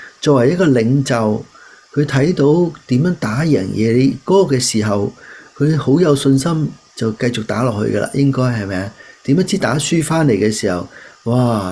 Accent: Guangdong, China; 我哋广东人一句就系唔好撇啊

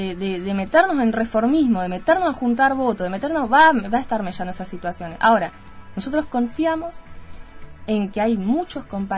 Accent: Argentina; propio de la historia que tenemos como argentinos

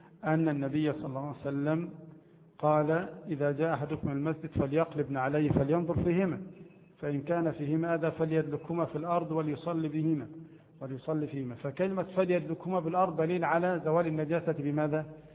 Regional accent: Egypt; عندنا في مصر مثلا نأكل بعض المطعومات

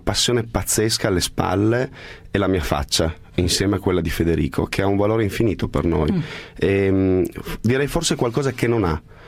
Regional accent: Turin, Piedmont, Italy; E poi sono vecchio come il cucù, si dice dalle mie parti a Torino.

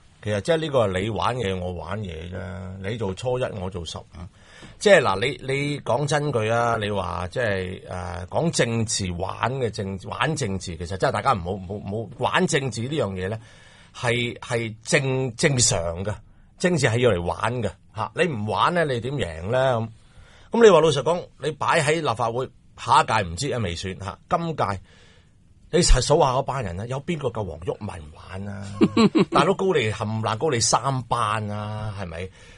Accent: China; 作为中国人咧，我就有一个好大嘅反感

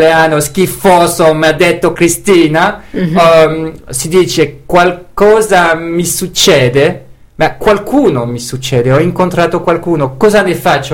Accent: Belgium; Italian is a second language; Sì, sono belga e ho imparato una bellissima lingua.

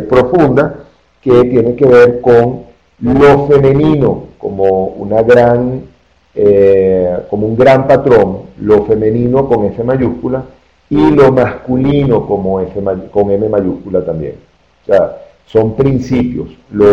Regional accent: Venezuela; now in Colombia; les recuerdo que yo soy venezolano, tengo aquí en Colombia muy poco tiempo, llegué apenas en enero

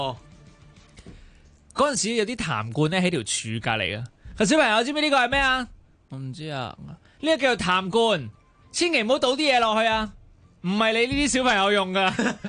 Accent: North Point, Hong Kong; 以前呢我細個嘅時候住喺北角，咁呢喺呢一個叫做渣華道同埋春秧街街市附近呢、

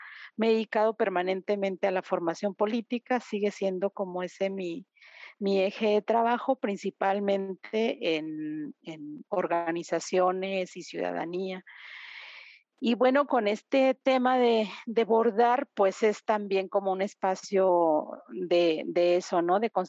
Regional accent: Guadalajara, Jalisco, Mexico; yo soy de Guadalajara, Jalisco, México, y acá estoy ahora en Guadalajara compartiendo con ustedes.

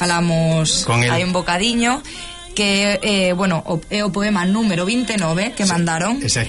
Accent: Galicia, Spain; Bueno, eu tampouco son galegos, son galega

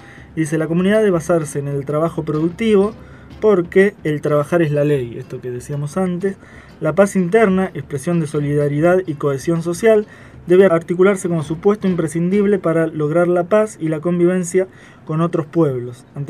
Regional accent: Argentina; Así que todo eso nos atraviesa como argentinos.

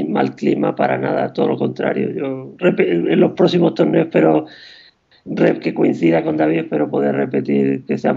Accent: Huelva, Andalusia, Spain; me federé en Huelva, que es mi ciudad natal

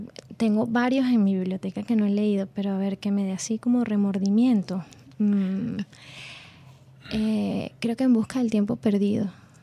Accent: Venezuela; Quizás no somos los venezolanos como muy dados y confundimos la palabra crítica con otras cosas, pero creo que existe y creo que hay gente que la hace muy bien en el país.

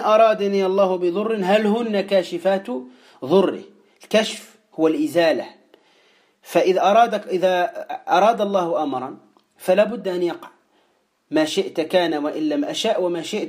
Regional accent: Tunisia; وهو الكلمة التي تقال عندنا في تونس

